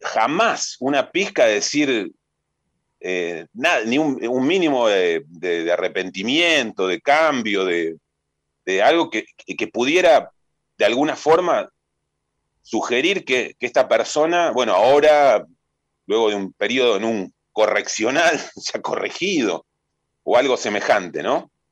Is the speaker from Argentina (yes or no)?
yes; Argentina; la reparación que nos merecemos como argentinos y argentinas